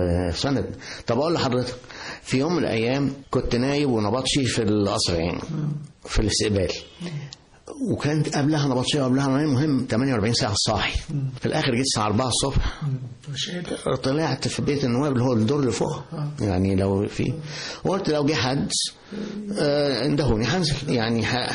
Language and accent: Arabic; Egypt; الأستاذ اللي علمني أنا مصري لكن هو أول جينيريشن بعد الإنجليز